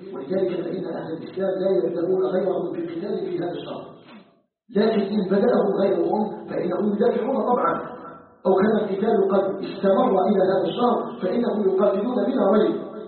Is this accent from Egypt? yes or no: no; Algeria; أن يجعل بلدنا الجزائر بلدا آمنا مطمئنا وسائر بلاد